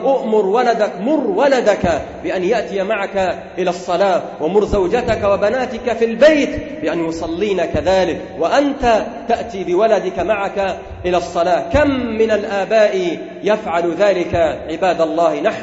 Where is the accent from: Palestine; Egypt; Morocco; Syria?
Egypt; وأنتم تسمعون في القطر المصري وفي بلدنا مصر ما لم تكن تسمعه قبل ذلك،